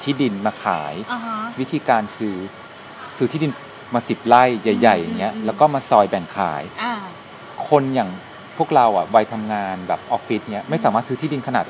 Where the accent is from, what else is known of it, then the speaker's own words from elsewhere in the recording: Bangkok, Thailand; also born or lived in Si Racha / Buri Ram; เราอะโตมาที่ในกรุงเทพตั้งแต่แบบ5ขวบก่อนหน้านี้เราเล่ร่อนคือแบบตามครอบครัวไปทำงานต่างที่ต่างเราเคยอยู่ศรีราชาเราเคยอยู่บุรีรัมย์ด้วยนะไปอยู่กับตายายไปอยู่เราไปอยู่หลายที่ในกรุงเทพแล้วก็มา5ขวบเนี่ยเริ่มเซตเทิล